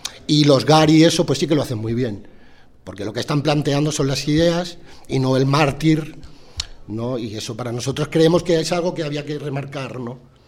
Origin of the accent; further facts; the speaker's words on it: Barcelona, Catalonia, Spain; pues yo que soy de Barcelona